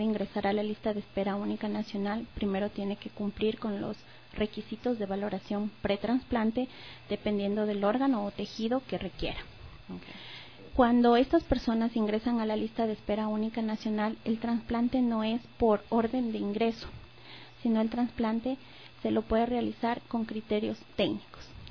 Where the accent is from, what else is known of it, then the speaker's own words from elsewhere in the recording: Ecuador; nosotros como personas, como ser humanos, como ecuatorianas y ecuatorianos